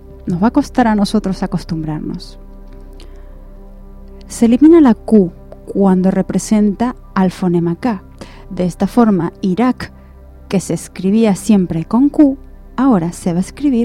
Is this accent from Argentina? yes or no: yes; Argentina; Porque en Argentina, por ejemplo, en mi país es DVD.